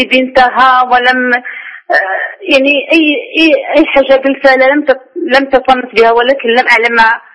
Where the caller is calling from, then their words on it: Morocco; أنا راجع من المغرب.